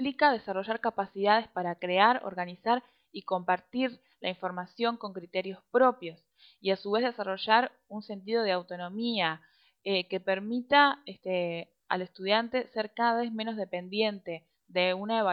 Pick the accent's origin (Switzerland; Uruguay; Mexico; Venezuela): Uruguay; yo soy de Uruguay, soy socióloga, tengo 27 años